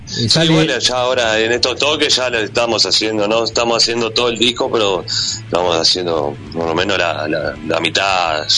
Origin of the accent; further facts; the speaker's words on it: Montevideo, Uruguay; Somos de Montevideo.